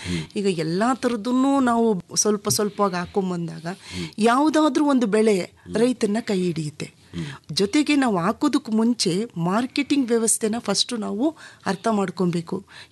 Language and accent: Kannada; Ramanagara, Karnataka, India; born there; also born or lived in Mandya; Sir, ಅವರಿಗೆ ರಾಮನಗರದಲ್ಲಿ, ಅದೇ ಊರು ನಮ್ಮ ಹುಟ್ಟೂರಿನಲ್ಲೂ ಇತ್ತು.